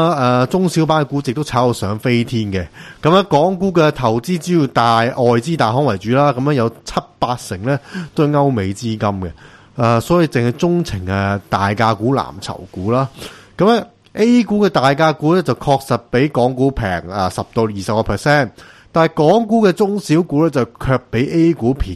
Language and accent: Cantonese; China; 咁咧港人呢一方面就对比我们大陆人就冇优势嘅